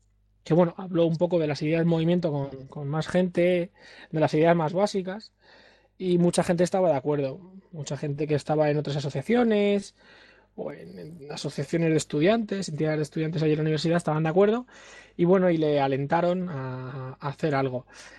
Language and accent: Spanish; Madrid, Community of Madrid, Spain; de Madrid. Soy uno de los coordinadores o co-coordinador.